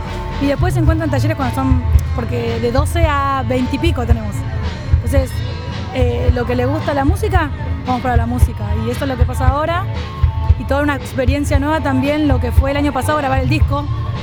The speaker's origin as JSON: {"language": "Spanish", "town": "Villa Hidalgo", "region": "Buenos Aires", "country": "Argentina", "said": "soy de Villa Hidalgo, de la Asociación de Mujeres La Colmena"}